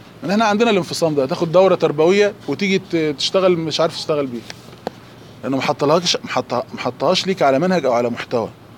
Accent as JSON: {"language": "Arabic", "country": "Egypt", "said": "قول عليه عندنا في مصر دهشان."}